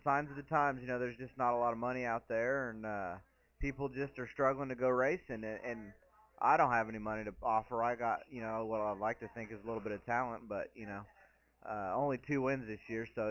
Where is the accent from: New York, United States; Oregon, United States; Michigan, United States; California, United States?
California, United States